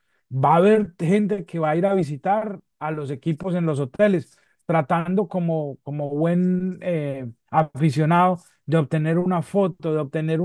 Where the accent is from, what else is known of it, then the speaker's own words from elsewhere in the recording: Colombia; Y resulta que nosotros vinimos como colombianos después de que Colombia le ganó a Argentina 5-0 en Buenos Aires